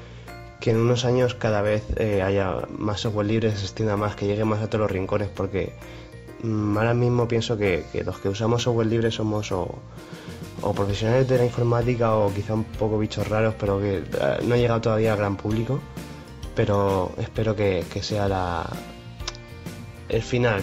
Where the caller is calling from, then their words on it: Alicante, Valencian Community, Spain; de Alicante.